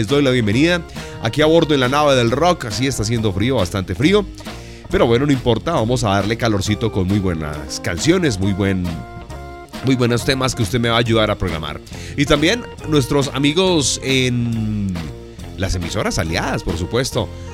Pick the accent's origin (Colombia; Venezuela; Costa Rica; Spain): Colombia; Bogotá; Pero bueno, soy bogotano, me encanta el frío.